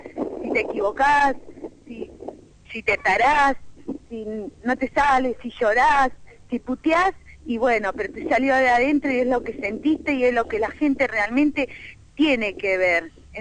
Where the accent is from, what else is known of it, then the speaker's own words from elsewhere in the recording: Argentina; Queremos que nos traten como personas, como seres humanos, como argentinos que somos.